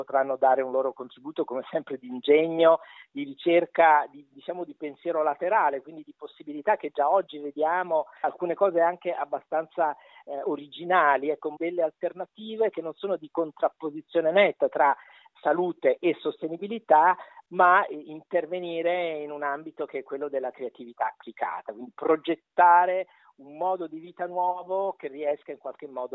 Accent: Naples, Campania, Italy; Io che sono napoletano e già conosco l'attitudine a sud di uso dell'auto privata

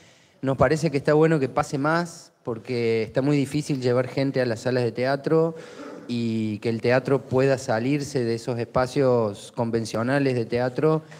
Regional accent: Córdoba, Argentina; yo vengo de Córdoba

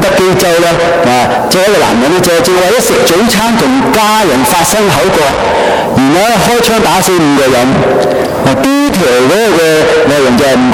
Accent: Hong Kong; now in Canada; 提醒我哋香港人，提醒埋我哋加拿大人，提醒埋我哋基督徒啊

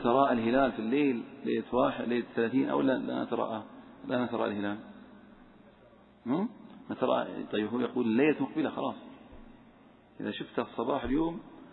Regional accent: Saudi Arabia; لأن هناك حصل عندنا في السعودية غبار

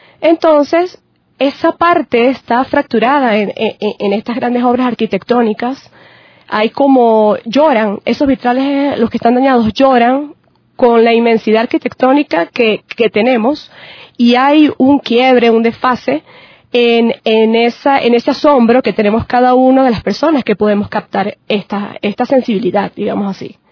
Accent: Andes, Venezuela; nosotros también como venezolanos, andinos, ¿verdad?

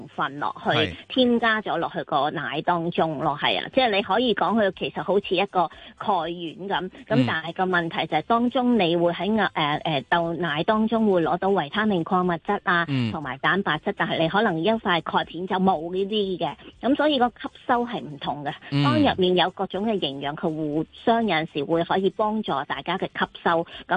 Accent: China; 即係譬如我哋中國人好中意飲豆漿啊呢啲

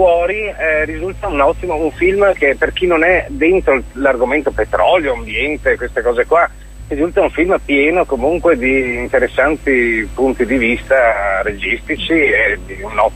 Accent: Veneto, Italy; io lo dico da veneto perché appunto non appartengo neanche culturalmente a quell'area

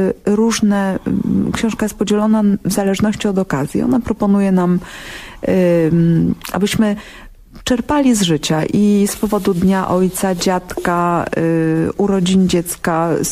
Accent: Pomeranian Voivodeship, Poland; bo jestem Kaszubką i tam jest bardzo podobnie

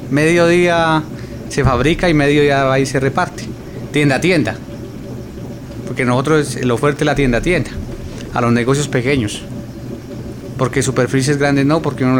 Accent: Santander, Colombia; somos mayoría de Santander, de ese sector, de la vereda del pueblo. Y de ahí se vinieron uno a otro

